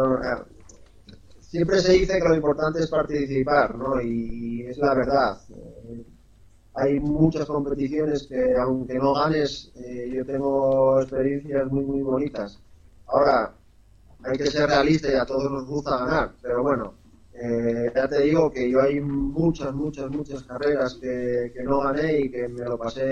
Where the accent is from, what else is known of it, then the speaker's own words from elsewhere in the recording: Ribadesella, Asturias, Spain; fue allí en Ribadesella, en mi pueblo, y bueno, éramos unos cuantos, tendríamos unos 9 años